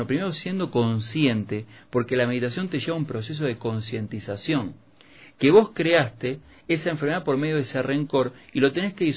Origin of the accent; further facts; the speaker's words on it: Quito, Pichincha, Ecuador; me subo a un taxi acá en Quito y el taxista me dice, ¿usted no es de aquí? ¿Es turista? Y le digo, no, soy quiteño